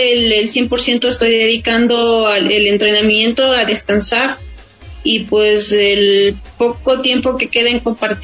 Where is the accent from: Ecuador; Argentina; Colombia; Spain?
Ecuador; Ambato, Tungurahua; born there; now in Quito, Ecuador; yo nací en Ambato. En Pasa, mi madre nos trajo a la capital, por eso radicamos acá